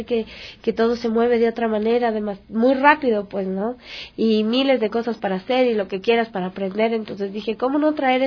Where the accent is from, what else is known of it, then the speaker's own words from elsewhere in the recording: Quito, Pichincha, Ecuador; como yo soy del sur de Quito, y viendo que allá en el sur justamente hace falta